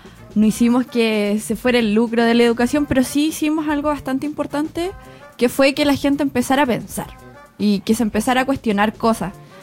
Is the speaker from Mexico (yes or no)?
no; Quillota, Valparaíso, Chile; Mira, yo soy de una ciudad bastante curiosa. Soy de Quillota.